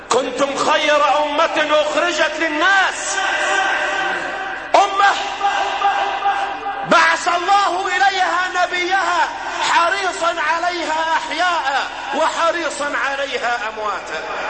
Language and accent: Arabic; Egypt; اللهم احفظ بلادنا مصر وسائر بلاد